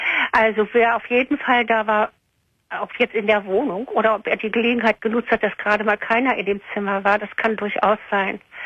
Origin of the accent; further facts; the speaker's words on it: Berlin, Germany; weil ich bin ja eigentlich Berlinerin.